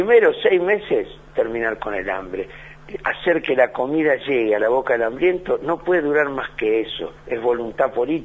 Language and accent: Spanish; Lanús, Buenos Aires Province, Argentina; Producto de un sueño que vos estabas en el barrio, yo soy de Lanús, en el barrio la seguridad eran los vecinos.